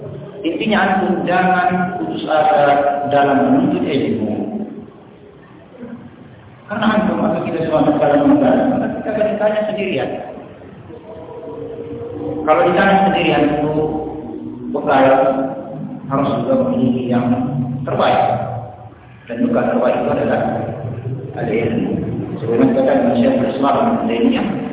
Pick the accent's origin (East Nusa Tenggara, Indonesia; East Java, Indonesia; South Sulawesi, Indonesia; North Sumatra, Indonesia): North Sumatra, Indonesia; Medan; born there; Lahir di Medan tahun 81.